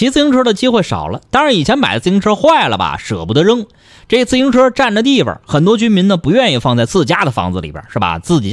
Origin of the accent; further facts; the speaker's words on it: Beijing, China; 我从小学一直到研究生毕业一直在北京上的，就特别哪儿也没去成。